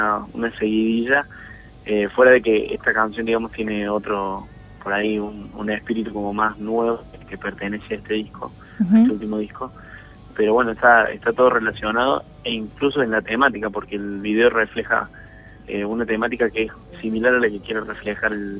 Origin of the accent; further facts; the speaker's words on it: Córdoba, Argentina; Nosotros somos de Córdoba.